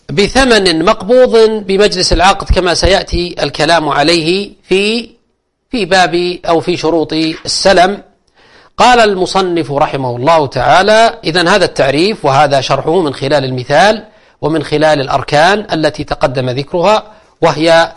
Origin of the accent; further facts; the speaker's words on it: Al-Qassim, Saudi Arabia; السلف كان يسمى عندنا الكتاب أو الستاب في عندنا في القصيم